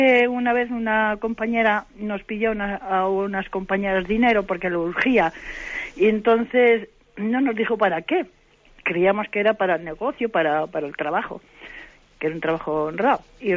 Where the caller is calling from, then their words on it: Santander, Cantabria, Spain; de Santander.